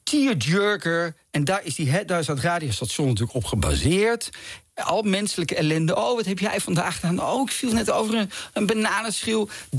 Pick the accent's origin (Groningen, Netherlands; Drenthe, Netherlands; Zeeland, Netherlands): Drenthe, Netherlands; Zeegse; also born or lived in Utrecht; Ik ben geboren in Utrecht, maar al heel vroeg verhuisd naar een klein plaatsje in Drenthe, Zeegse.